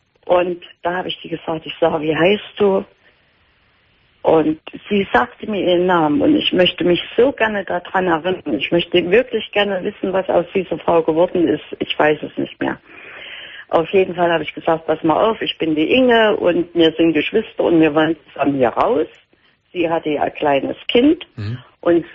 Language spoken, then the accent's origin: German; East Germany, Germany; Die im Westen sind die haben es besser und wir im Osten, wir sind nur die Doofen